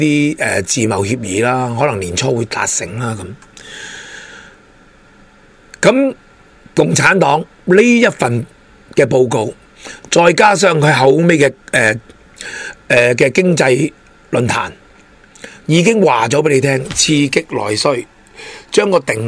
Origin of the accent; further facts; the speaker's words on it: China; 咁我哋呢就有啲要改变让民嘅措施，减税嘅措施，令到呢我哋中国人呢可以持续发展